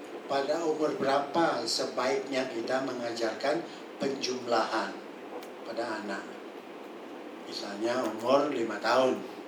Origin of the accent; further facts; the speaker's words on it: Bali, Indonesia; first language Balinese; Indonesian is a second language; Saya dari Bali, saya bisa berbahasa Bali tapi tidak ngerti kenapa orang bilang seperti itu. Saya bisa berbahasa Indonesia, saya tahu, ya, saya lebih tahu karena saya belajar lebih khusus.